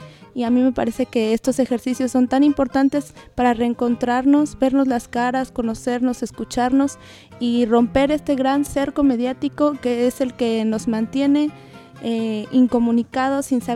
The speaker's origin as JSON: {"language": "Spanish", "country": "Mexico", "said": "De repente como mexicanos nos sentimos también lejos de los vecinos"}